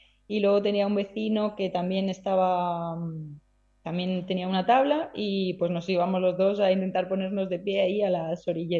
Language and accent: Spanish; Alicante, Valencian Community, Spain; soy de Alicante, soy del Mediterráneo.